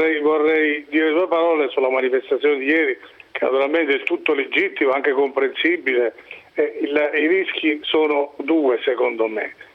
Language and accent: Italian; Abruzzo, Italy; ed io lo dico da abruzzese perché avverto anche le reazioni che ci possono essere a queste vicende